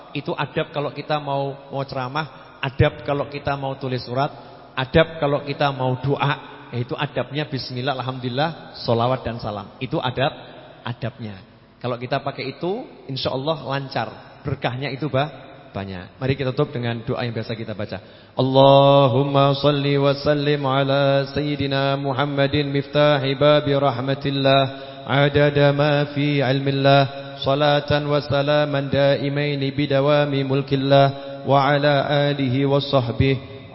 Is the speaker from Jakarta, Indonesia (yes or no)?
yes; Jakarta, Indonesia; Saya dari Jakarta.